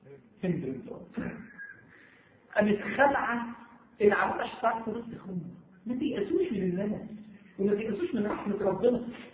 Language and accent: Arabic; Egypt; ده مش عشان انا مصري ده مش ده يعني يا جماعه دي مش قوميه بلدنا